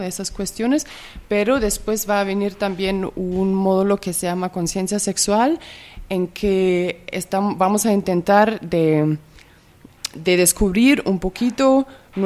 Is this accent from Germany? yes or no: yes; Germany; y también mucho en el contexto alemán de donde vengo